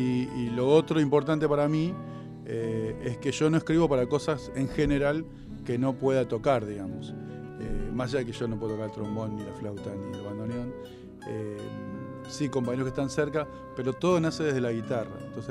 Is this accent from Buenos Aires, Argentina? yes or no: yes; Lugano, Buenos Aires, Argentina; also born or lived in Flores; Me crié ahí, y después me crié en Lugano. Ya ahí a los 8 o 10 años me fui para Lugano.